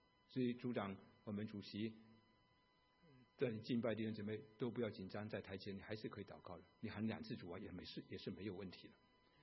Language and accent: Chinese; Fujian, China; 在我们家乡是在马祖对面，我童年就看到好多那个山洞里面打进去都是打仗的时候